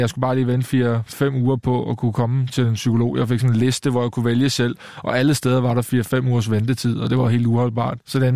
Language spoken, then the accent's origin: Danish; Køge, Zealand, Denmark; og i Køge, hvor jeg kommer fra, der var jeg den yngste